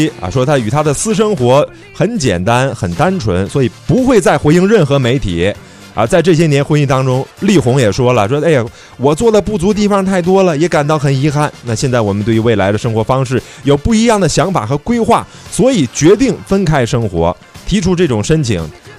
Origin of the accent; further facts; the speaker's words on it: China; 我们中国人传统文化就讲叫以和为贵，对吧？